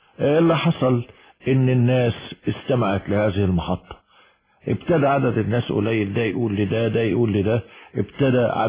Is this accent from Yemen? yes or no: no; Egypt; لا ما هو المعروف عندنا في مصر